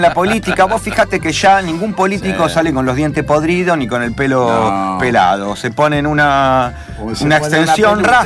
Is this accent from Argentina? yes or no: yes; Argentina; como ciudadano argentino a lo largo de 53 años de vida en la República.